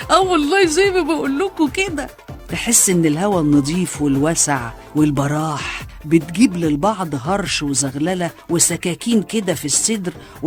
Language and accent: Arabic; Egypt; المرض اللي بيصيبنا احنا كمصريين مع استمرار الاعتياد على الزحمة والخنقة والحر